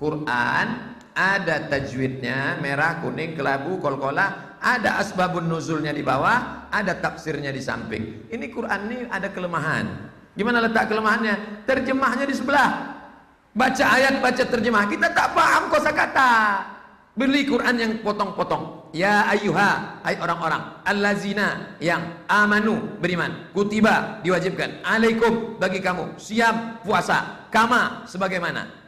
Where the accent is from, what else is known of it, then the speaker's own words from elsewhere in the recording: Java, Indonesia; Aku ya orang Jawa Pak Ustaz, sapa sing ngomong aku wong Melayu?